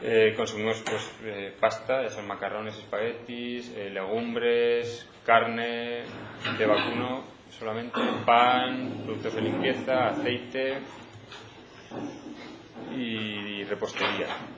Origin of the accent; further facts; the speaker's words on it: Aragon, Spain; como hay gente que somos de la Magdalena, que estamos subiendo a Torrero por los productos